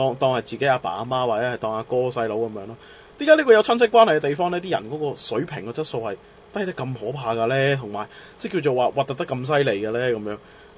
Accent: Macau; 人哋問我喂你係邊度人，我第一講梗係講澳門啦，第二嘅你問我，我寧願認我真係我寧願認我真係認香港澳門，我真係唔會認中國。

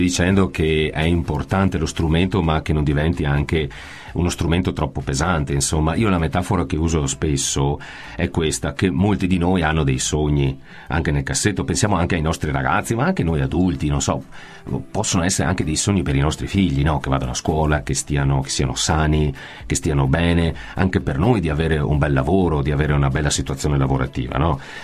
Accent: Stanghella, Veneto, Italy; un gruppo straordinario che è nato a Stanghella, il mio paese d'origine.

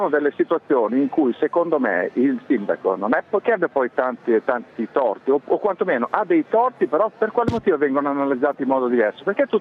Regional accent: Bologna, Emilia-Romagna, Italy; also born or lived in Bergamo; now in Rome, Italy; Scusi, io sono di Bologna, ho vissuto a Bergamo.

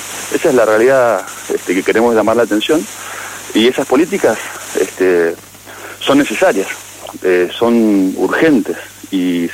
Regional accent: Guaymallén, Mendoza, Argentina; como guaymallenos, como mendocinos, lo que estamos es preocupados.

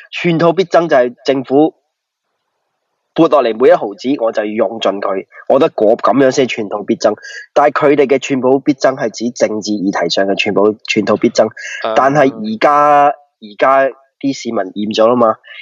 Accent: United Kingdom; 所以其实我自己虽然身为英国人

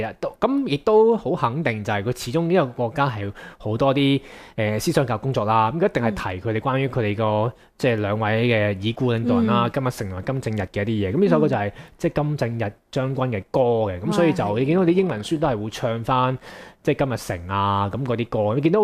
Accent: China; 细个喺大陆嗰啲山区嘅厕所就系咁样啦

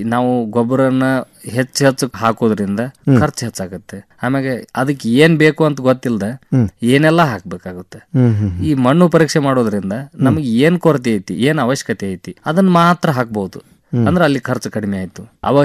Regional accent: Morab, Karnataka, India; ನಾವು ಮೂಲತಃ ಧಾರವಾಡ ಜಿಲ್ಲಾ ನವಲಗುಂದ ತಾಲೂಕು ಮೊರಬ ಗ್ರಾಮದ

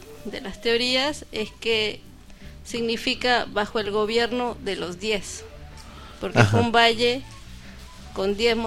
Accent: Guatemala; Sí, por supuesto. Chapina, de corazón. Chapines somos los guatemaltecos.

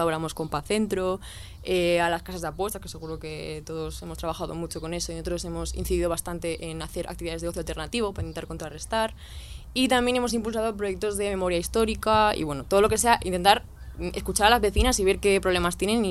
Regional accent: Zaragoza, Aragon, Spain; now in Madrid, Spain; Pues yo no soy de Madrid, soy de Zaragoza

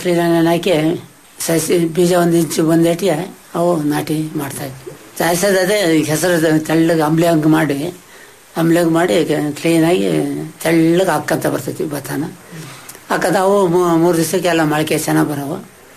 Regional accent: Chitradurga, Karnataka, India; now in Bhadravati, India; ಮೂಲತಃ ನಾವು ಚಿತ್ರದುರ್ಗ ಸರ್.

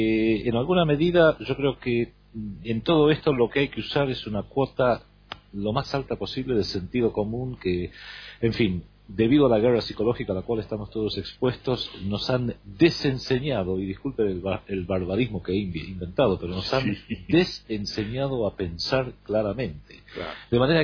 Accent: Argentina; Hoy somos colonia, los argentinos, y buena parte de los pueblos de la región

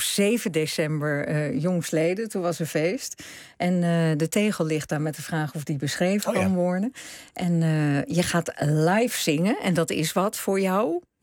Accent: northern Netherlands, Netherlands; We komen allebei uit Noorden.

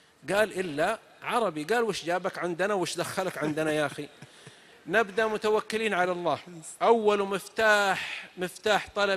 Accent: south, Saudi Arabia; نكته عندنا من السعوديه من الجنوب، واحد من جماعتنا من قبيلتنا طبعا اختلف مع اهل قريتي

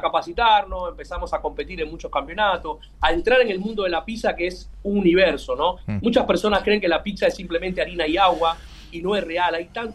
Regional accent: Cuba; now in Argentina; yo soy cubano, llevo 23 años en la Argentina, vine muy joven.

